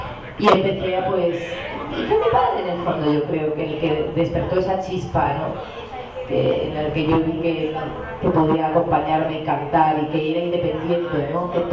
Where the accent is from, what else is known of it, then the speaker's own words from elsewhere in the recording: Balearic Islands, Spain; concretamente en Mallorca, que es mi ciudad natal, al menos es una isla, es pequeñita